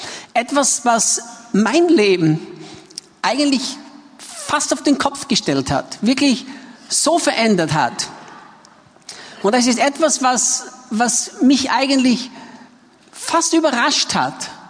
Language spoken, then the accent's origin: German; Austria; ich bin Österreicher, bin in Österreich geboren und aufgewachsen, machte dann meine Bibelschule in England in den Jahren 1982-83 und blieb dort dann noch drüben